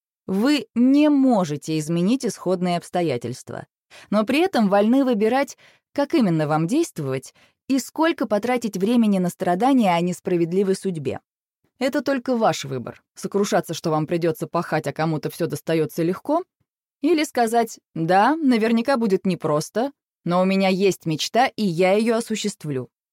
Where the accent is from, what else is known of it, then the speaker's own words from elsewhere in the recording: Moscow, Russia; born there; Я родилась в Москве в семье предпринимателей.